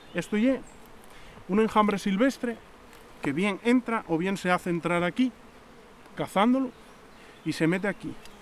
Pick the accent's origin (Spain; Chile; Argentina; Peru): Spain; Ibias, Asturias; Bueno, yo soy de Ibias y en Ibias la única diferencia que hay con Degaña es la utilización del corcho.